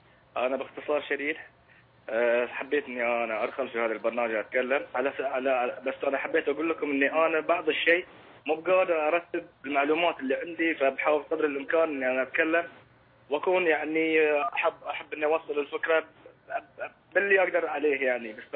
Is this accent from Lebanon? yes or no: no; Bahrain; يا اخي انا مظلوم، انا انسان بحريني، انا مظلوم